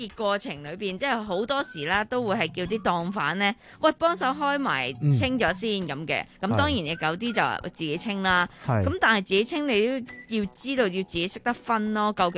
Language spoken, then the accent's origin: Cantonese; Hong Kong; 我哋香港人会叫佢做沙插啦